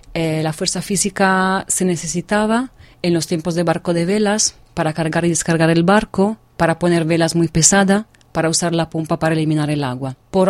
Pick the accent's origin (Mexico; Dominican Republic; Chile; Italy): Italy; Venice, Veneto; llevo años, soy de Venecia, llevo años ocupándome de marinos